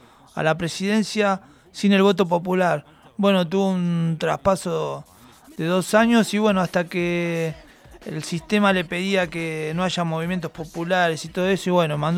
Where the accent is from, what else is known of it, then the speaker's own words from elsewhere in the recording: Banfield, Buenos Aires Province, Argentina; born there; desde que nací allá en Banfield